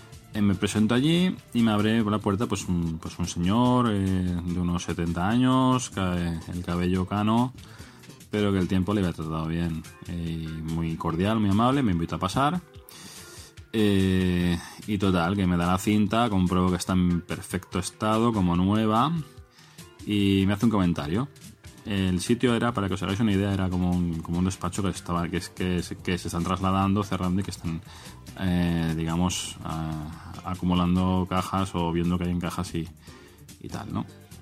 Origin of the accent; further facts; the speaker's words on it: Barcelona, Catalonia, Spain; Yo soy de Barcelona también, de alrededores.